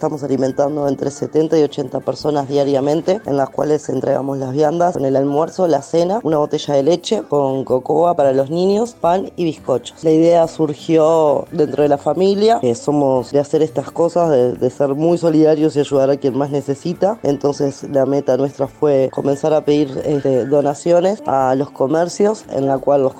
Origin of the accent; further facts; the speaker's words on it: Parque del Plata Norte, Canelones, Uruguay; soy de Parque del Plata Norte, de Canelones.